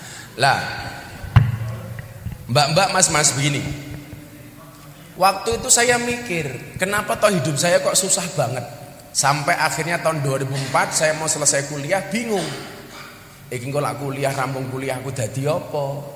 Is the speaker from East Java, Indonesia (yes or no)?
no; Yogyakarta, Special Region of Yogyakarta, Indonesia; also born or lived in Lampung; Saya aslinya Bandengan sini, Tegal Sari. Lahir di Lampung. Gede ning Yogyakarta. … putra Jawa kelahiran Sumatera.